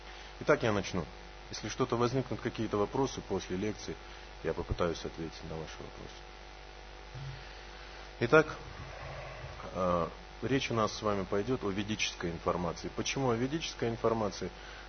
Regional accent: Ulan-Ude, Buryatia, Russia; born there; Сразу еще раз скажу, что я родился в Улан-Удэ.

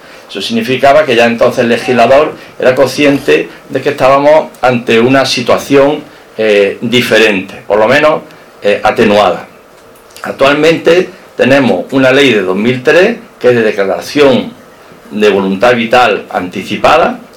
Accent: Jaén, Andalusia, Spain; now in Málaga, Spain; Y soy jienense, pero yo me siento, y así algún amigo me lo dijo, soy un malagueño de Jaén. Ya son muchos años los que llevamos aquí, hijas que han nacido aquí, nietos que han nacido aquí, y aquí espero terminar mis días en esta maravillosa ciudad

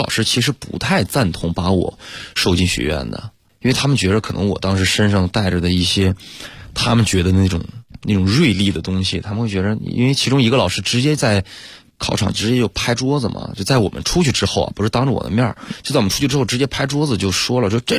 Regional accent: Hegang, Heilongjiang, China; 鹤岗人，黑龙江。

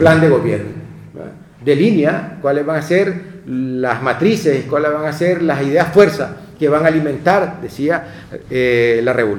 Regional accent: Nicaragua; En mi país, el sujeto económico más importante que está al frente de las cooperativas, de los emprendimientos, son precisamente las mujeres.

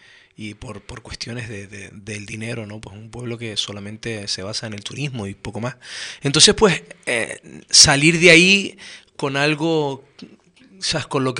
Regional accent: Canary Islands, Spain; yo soy natural de un pueblo del sur de Tenerife, de los cristianos, que por ser turístico es un arma de doble filo, es un pueblo

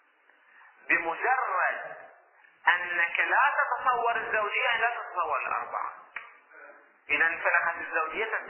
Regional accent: Hejaz, Saudi Arabia; نذكر الأسماء اللي عندنا في الحجاز

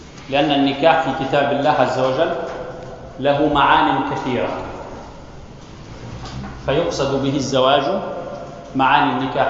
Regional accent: Tunisia; إنه عندنا في تونس مثلا هناك بعض الناس يطلقون نساء لسنا زوجات لهن

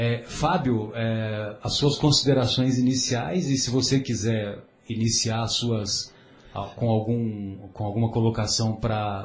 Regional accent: São José do Rio Pardo, São Paulo, Brazil; um casal lá da minha cidade, São José do Rio Pardo

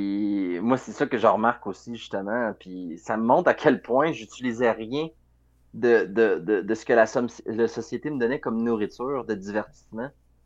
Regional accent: Quebec City, Quebec, Canada; nous, tu sais, on vient de la ville de Québec, mais on n'y habite plus, là.

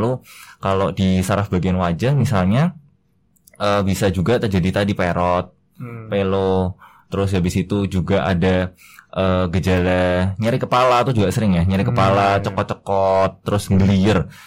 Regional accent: Semarang, Central Java, Indonesia; now in Yogyakarta, Indonesia; Saya asal dari Semarang, Mas.

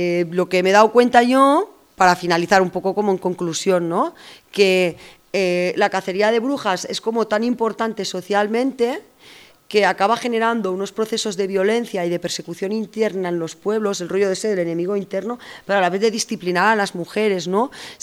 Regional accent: Catalonia, Spain; que era de Menargens, que está al lado, es un pueblo que está a 9 kilómetros de mi pueblo, ¿no?

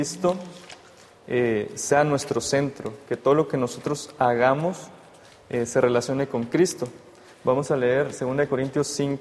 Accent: Tabasco, Mexico; soy de Tabasco y estudio la licenciatura de Teología.

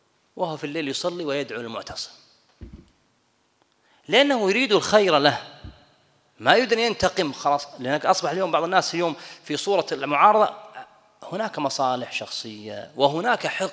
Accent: Kuwait; وأنا كويتي في أمريكا،

